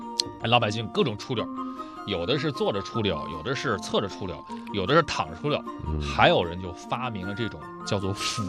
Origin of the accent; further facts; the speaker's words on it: Dalian, Liaoning, China; 我小时候是在大连，大连是一个山城啊，它那个坡很多，